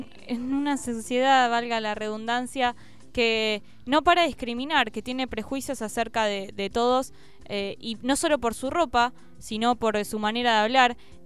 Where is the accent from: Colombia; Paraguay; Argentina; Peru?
Argentina; Esa cosa que tenemos, por lo menos los argentinos, que yo es lo que puedo ver en mi país